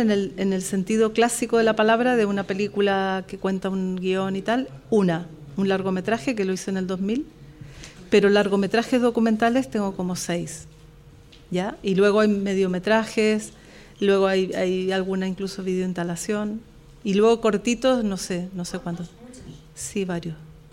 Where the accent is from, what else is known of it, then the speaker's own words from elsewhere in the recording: Chile; Yo como chilena siempre lo dije